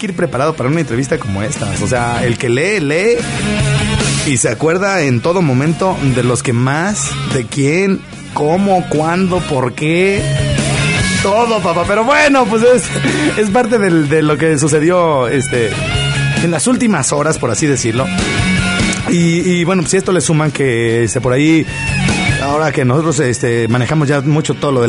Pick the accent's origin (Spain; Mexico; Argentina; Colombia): Mexico; como buenos mexicanos que somos